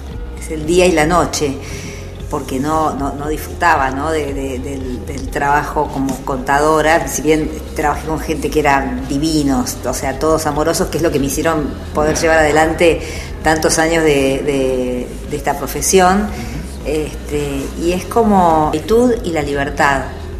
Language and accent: Spanish; Buenos Aires, Argentina; Y nosotras porteñas